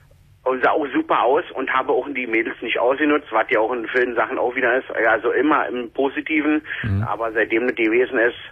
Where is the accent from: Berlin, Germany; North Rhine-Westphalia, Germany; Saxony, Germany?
Berlin, Germany; ich bin Berliner, Ecke, genau.